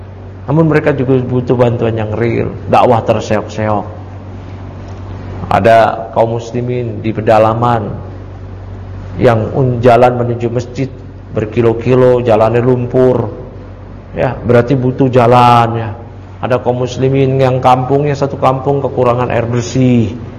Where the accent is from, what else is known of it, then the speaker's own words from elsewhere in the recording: Matraman, Jakarta, Indonesia; kalau bahasa kita dulu di kampung saya di Matraman